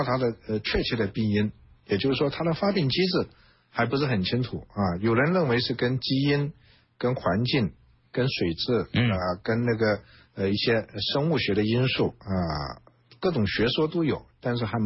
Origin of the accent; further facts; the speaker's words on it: China; 那我们中国人口众多，目前也慢慢进入老年化社会了